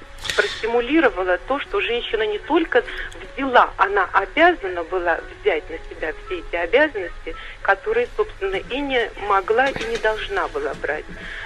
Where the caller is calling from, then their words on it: Sergiev Posad, Moscow Oblast, Russia; Да, я дозвонилась из Сергиева Посада.